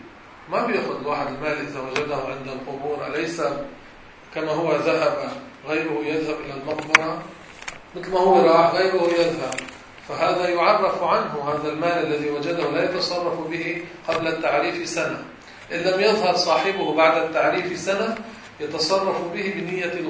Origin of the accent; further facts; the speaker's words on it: Beirut, Beirut Governorate, Lebanon; تعال نطلع على أهل بلدنا بيروت